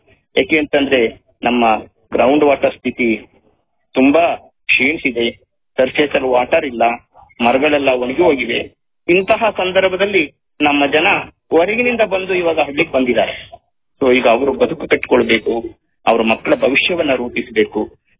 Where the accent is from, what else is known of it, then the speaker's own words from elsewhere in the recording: Jinnenahalli, Karnataka, India; ನಾನು ಹಾಸನ ಜಿಲ್ಲೆಯವನೇ. ಹಾಸನ ಜಿಲ್ಲೆಯ ಚಂದ್ರಾಯಪಟ್ಟಣ ತಾಲೂಕಿನ ಹಿರಿಸಾವೆ ಹೋಬಳಿ ಜಿನ್ನೇನಹಳ್ಳಿ ಗ್ರಾಮದವನು. ಅಲ್ಲಿಯ ಒಂದು ರೈತ ಕುಟುಂಬದಿಂದ ಬಂದವನು.